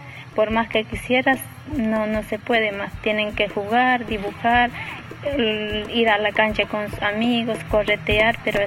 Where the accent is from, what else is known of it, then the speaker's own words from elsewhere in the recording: Bolivia; born there; tengo 27 años, nací en Bolivia.